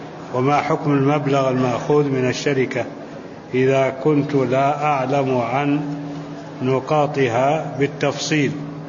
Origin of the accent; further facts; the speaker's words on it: Saudi Arabia; هو في عندنا في السعودية.